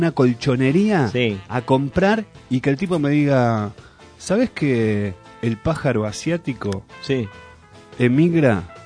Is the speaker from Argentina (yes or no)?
yes; Tucumán, Argentina; Soy de Tucumán.